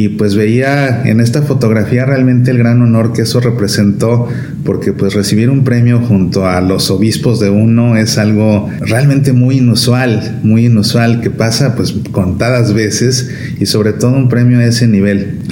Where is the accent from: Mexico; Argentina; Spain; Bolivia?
Mexico; Obviamente, como buen mexicano, me encantan los tacos.